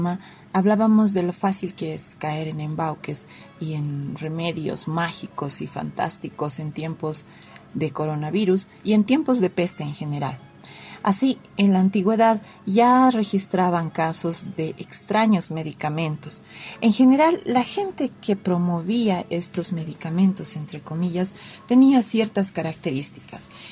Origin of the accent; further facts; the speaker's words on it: Bolivia; ya saben cómo somos los bolivianos, siempre atentos con nuestros invitados